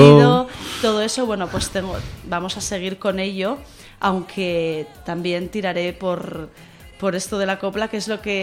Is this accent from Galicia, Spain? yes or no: no; Asturias, Spain; now in Seville, Spain; Como siendo asturiana...